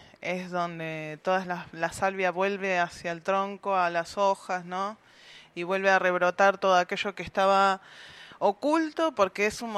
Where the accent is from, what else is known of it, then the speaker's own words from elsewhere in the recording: Buenos Aires, Argentina; Para mí fue importante porque yo soy nacida y criada en Capital Federal. Vengo acá hace 4 años.